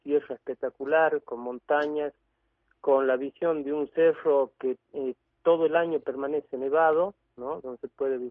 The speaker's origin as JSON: {"language": "Spanish", "region": "Catamarca", "country": "Argentina", "tie": "born or raised there", "also_born_or_lived": "Buenos Aires / Avellaneda"}